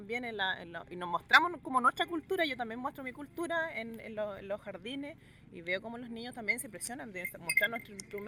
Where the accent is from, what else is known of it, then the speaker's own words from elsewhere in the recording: Concepción, Biobío, Chile; Bueno, yo soy de Conce.